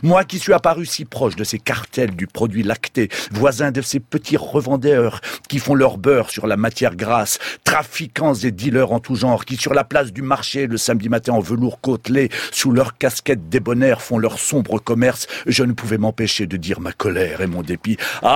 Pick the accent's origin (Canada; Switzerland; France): France; Normandy; Et en tant que Normand, je ne pouvais pas me taire.